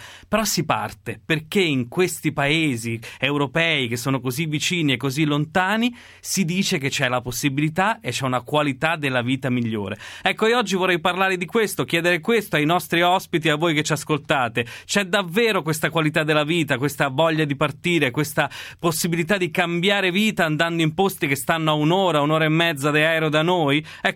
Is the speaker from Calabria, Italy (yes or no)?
yes; Calabria, Italy; Io poi sono calabrese